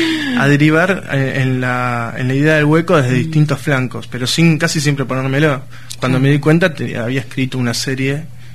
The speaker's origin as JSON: {"language": "Spanish", "town": "San Justo", "region": "Buenos Aires Province", "country": "Argentina", "said": "De San Justo."}